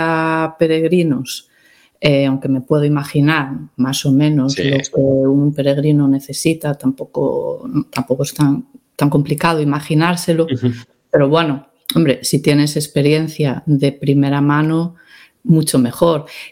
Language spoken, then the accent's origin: Spanish; Pontevedra, Galicia, Spain; cuando era pequeña, cuando estaba creciendo tal en Pontevedra, ni veíamos peregrinos